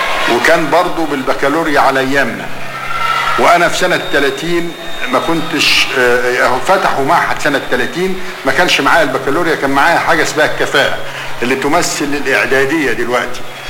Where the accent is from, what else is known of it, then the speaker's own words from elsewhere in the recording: Cairo, Cairo Governorate, Egypt; لان هيئة التدريس حتى عندنا في القاهرة كلهم مخرجين